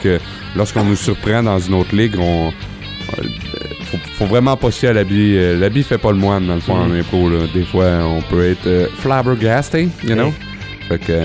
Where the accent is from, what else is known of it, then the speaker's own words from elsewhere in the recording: Sorel, Quebec, Canada; Ben, je viens de Sorel, mais alentour de Sorel, il y a des beaux villages de campagne.